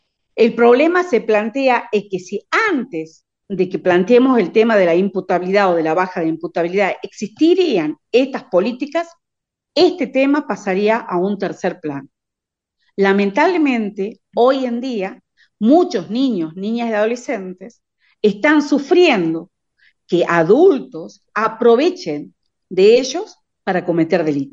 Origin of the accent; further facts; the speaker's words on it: Jujuy, Argentina; Si vos me preguntás cuál es la situación en mi provincia, o sea, en Jujuy